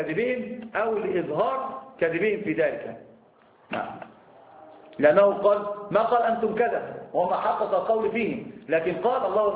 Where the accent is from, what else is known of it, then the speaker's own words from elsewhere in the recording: Egypt; أنا عندنا في مصر يقولون في المثل اللي ما يعرفك يشوي جاك